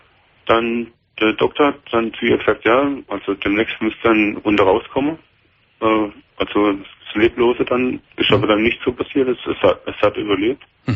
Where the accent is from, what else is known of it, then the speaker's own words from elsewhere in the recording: Freiburg, Baden-Württemberg, Germany; Aus Freiburg, aus Baden-Württemberg.